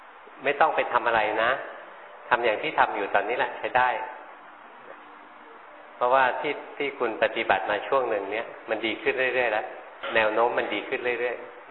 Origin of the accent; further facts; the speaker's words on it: Bangkok, Thailand; หลวงพ่อมาเป็นคนกรุงเทพมาอยู่แถวเนี้ยแถวนี้มีนกประหลาดประหลาดเยอะเลยเราคนกรุงเทพไม่เคยเห็น